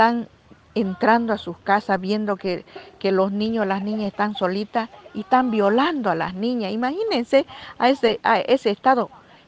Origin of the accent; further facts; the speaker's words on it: Bolivia; Como bolivianos más que todo, y más que todo como pueblos indígenas, como mujeres indígenas, como mujer indígena chiquitana